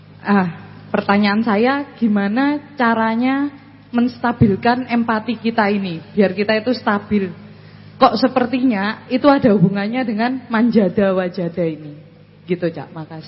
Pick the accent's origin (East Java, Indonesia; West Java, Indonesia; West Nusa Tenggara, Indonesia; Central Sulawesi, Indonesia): East Java, Indonesia; Malang; saya dari Malang.